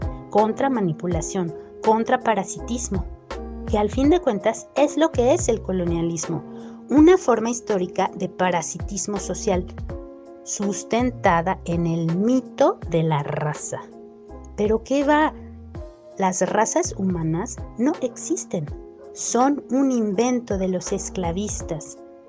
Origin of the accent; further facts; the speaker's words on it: Mexico; antropóloga de México.